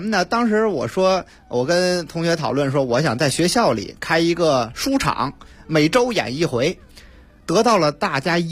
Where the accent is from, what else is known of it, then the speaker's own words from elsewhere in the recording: Tianjin, China; 因为我本身是天津人啊，我们这个天津这个相声的这个文化呀